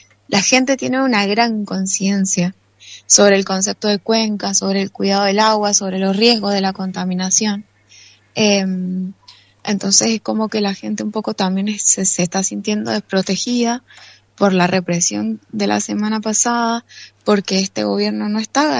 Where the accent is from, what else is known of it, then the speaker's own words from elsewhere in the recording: San Carlos, Mendoza, Argentina; yo soy de San Carlos y acá en San Carlos las dos gestiones anteriores, los dos intendentes anteriores, acompañaban muchísimo la lucha